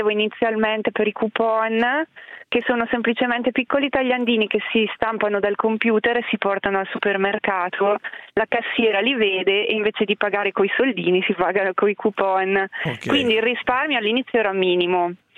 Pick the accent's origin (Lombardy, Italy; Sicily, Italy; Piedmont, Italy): Lombardy, Italy; Muscoline; io sono salodiana e sono di Muscolino, una ridente cittadina di 2000 anime, che è ancora peggio di Gavardo.